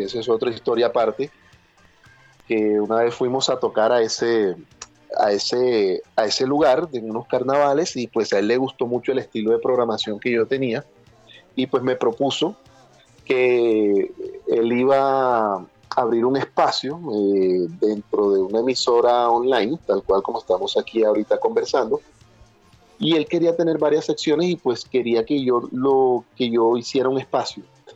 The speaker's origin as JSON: {"language": "Spanish", "town": "Barranquilla", "region": "Atlántico", "country": "Colombia", "tie": "born or raised there", "said": "el Gran Biónico es un pico, un turbo que existe en el barrio San José, muy cerca de allá, pues donde yo me crié, en Barranquilla, muy cerca de la casa de mi padre."}